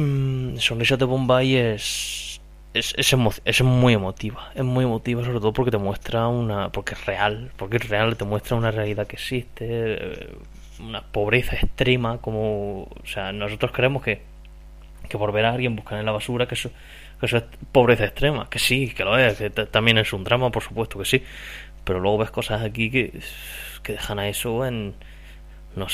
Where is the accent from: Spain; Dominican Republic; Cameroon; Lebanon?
Spain; Region of Murcia; el murciano de Dos Frikis y un Murciano.